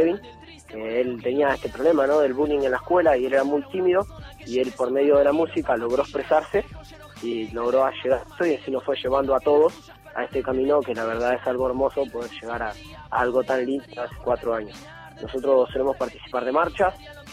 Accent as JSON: {"language": "Spanish", "town": "Mar del Plata", "region": "Buenos Aires Province", "country": "Argentina", "said": "nosotros somos de Mar del Plata"}